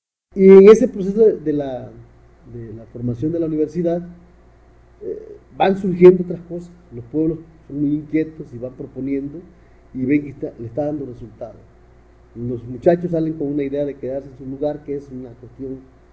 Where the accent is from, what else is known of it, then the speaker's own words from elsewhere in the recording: Guerrero, Mexico; Soy de aquí, de la Costa Chica de Guerrero, México, y aquí me he desarrollado como político, como gestor